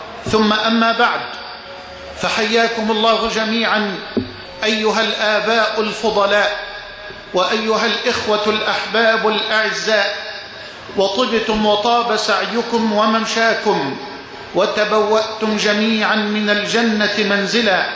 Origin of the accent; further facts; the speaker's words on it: Dakahlia, Egypt; وأن يبارك أهل بلدتي وقرية الطيبة جموه الذي شاء الله لها أن تشرف وتكرم في أنحاء الأرض بفضله سبحانه